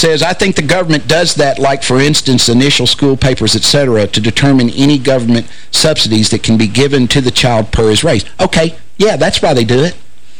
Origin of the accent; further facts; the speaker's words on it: Hopkinsville, Kentucky, United States; I grew up in Hopkinsville, Kentucky.